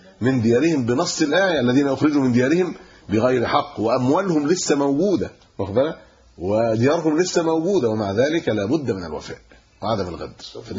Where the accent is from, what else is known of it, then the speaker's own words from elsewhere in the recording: Egypt; انا كمصري ممكن اروح